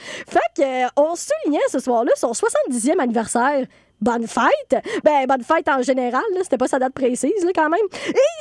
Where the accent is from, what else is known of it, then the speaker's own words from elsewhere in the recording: Montreal, Quebec, Canada; que l'on doit, en tant que Montréalais, ben oui